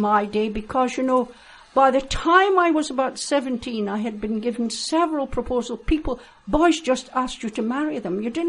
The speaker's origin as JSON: {"language": "English", "town": "Aberdeen", "region": "Scotland", "country": "United Kingdom", "tie": "born or raised there", "accent": "Doric", "said": "No, I was born and educated in Aberdeen."}